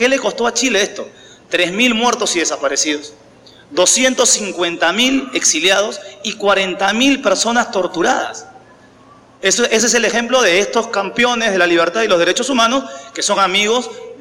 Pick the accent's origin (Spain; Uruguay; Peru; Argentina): Peru; Mi presidente, si le puedo llamar mi presidente, que le quiere dar consejos a todo el mundo, no se acuerda que la constitución por la cual está regida el Perú